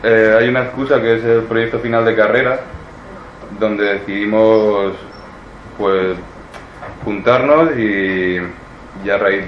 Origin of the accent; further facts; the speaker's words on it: Murcia, Region of Murcia, Spain; Miguel y yo somos amigos de Murcia de toda la vida